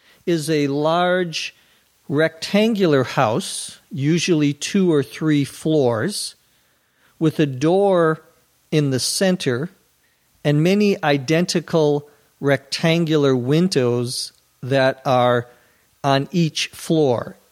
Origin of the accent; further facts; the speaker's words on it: Minnesota, United States; Our house, when I was growing up in Minnesota, had a porch.